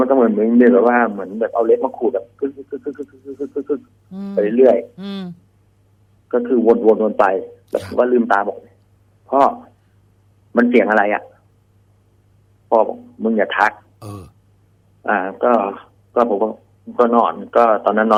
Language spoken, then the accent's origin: Thai; Trat, Thailand; born there; ผมเกิดที่จังหวัดตราดครับ